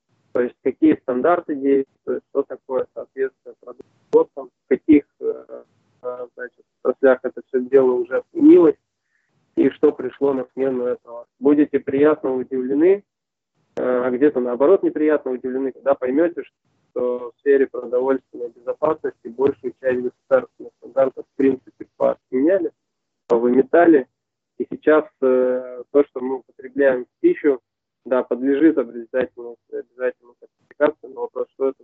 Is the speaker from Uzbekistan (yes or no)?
no; Saint Petersburg, Russia; born there; Родился в Ленинграде, и теперь он Санкт-Петербург. Приезжал в Свердловск